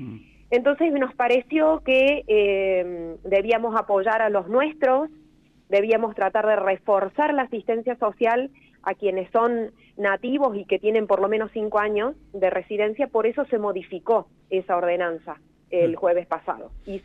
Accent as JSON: {"language": "Spanish", "region": "Córdoba", "country": "Argentina", "said": "De hecho, yo soy cordobesa de origen."}